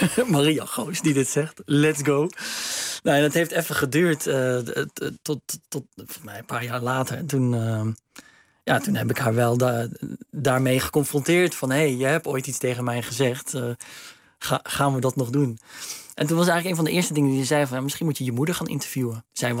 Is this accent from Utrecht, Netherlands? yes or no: no; Steenbergen, North Brabant, Netherlands; Ja, dat is het mooie van Steenbergen waar ik vandaan kom. Dat kon daar. Dat is natuurlijk niet zo'n groot stadje.